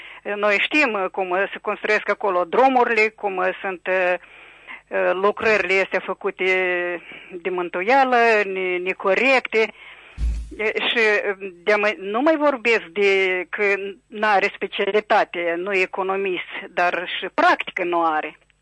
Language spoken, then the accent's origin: Romanian; Chișinău, Moldova; din Chișinău.